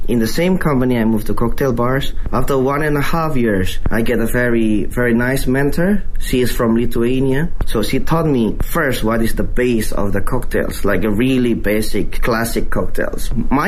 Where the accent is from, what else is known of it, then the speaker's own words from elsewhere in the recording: Indonesia; English is a second language; I was born in Indonesia. I'm originally Indonesian, but my father's have a background from south of China. So actually my grandfather was born in Fuzhou.